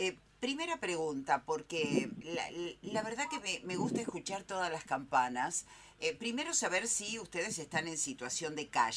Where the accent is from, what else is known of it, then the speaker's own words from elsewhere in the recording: Pergamino, Buenos Aires Province, Argentina; moved away; O casualidad, yo también soy de Pergamino.